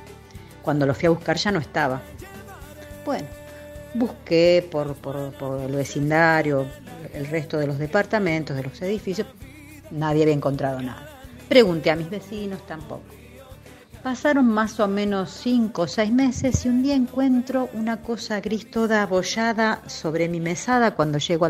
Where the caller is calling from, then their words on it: Mar del Plata, Buenos Aires Province, Argentina; de Mar del Plata. Bueno, les cuento que siempre viví en casa y cuando en el 2008 me mudo a un departamento